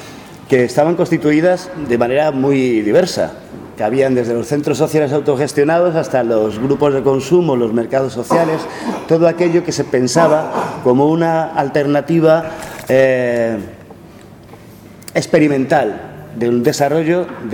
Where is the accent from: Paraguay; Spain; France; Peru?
Spain; Madrid, Community of Madrid; Hay que pensar que yo vengo de Madrid